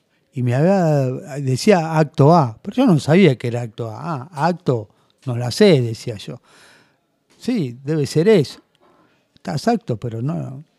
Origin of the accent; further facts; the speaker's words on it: Buenos Aires, Argentina; Yo soy de acá de Capital